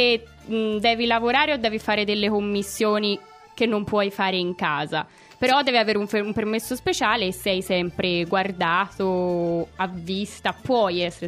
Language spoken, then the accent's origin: Italian; Tuscany, Italy; Io sono toscana.